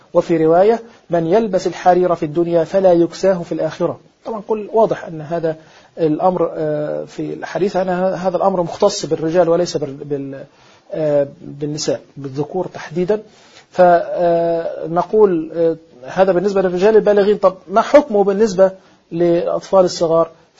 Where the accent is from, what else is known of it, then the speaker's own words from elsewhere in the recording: Egypt; وتستنكر في بعض الأماكن عندنا في مصر مثلا في بعض القرى أو في الصعيد